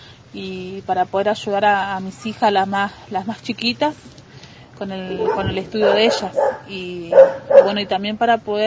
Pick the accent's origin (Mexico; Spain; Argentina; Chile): Argentina; Cipolletti, Río Negro; now in El Bolsón, Argentina; tengo 36 años y bueno, vengo de Cipolletti ya hace 2 años, y desde el primer año que estuve acá en el Bolsón